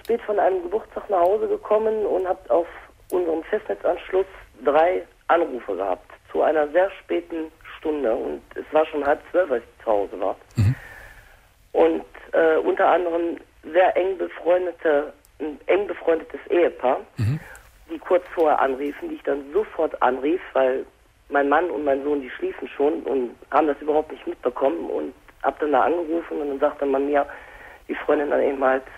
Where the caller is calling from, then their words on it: Kevelaer, North Rhine-Westphalia, Germany; Und ich komme aus Kevela.